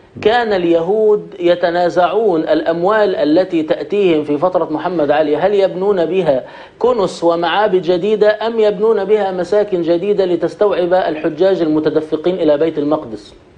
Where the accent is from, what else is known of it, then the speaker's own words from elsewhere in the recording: Egypt; يعني عندنا في مصر مؤسس هذا النظام التغريبي هو محمد علي باشا.